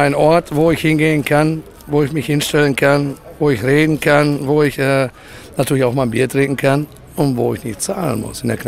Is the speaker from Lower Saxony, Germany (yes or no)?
no; North Rhine-Westphalia, Germany; Ich bin ja in einem guten Elternhaus aufgewachsen im Sauerland.